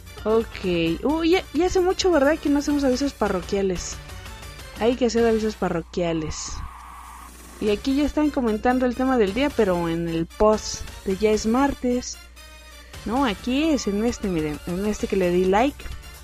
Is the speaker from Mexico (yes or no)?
yes; Mexico; Yo pues soy mexicana